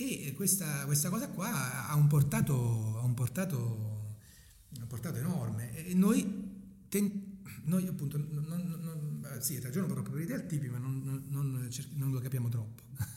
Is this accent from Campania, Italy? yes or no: yes; Avellino, Campania, Italy; io sono di Avellino e sono molto bianco